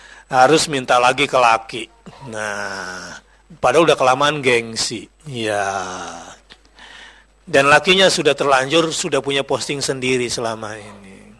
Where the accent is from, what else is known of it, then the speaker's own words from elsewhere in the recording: East Java, Indonesia; Saya Madura.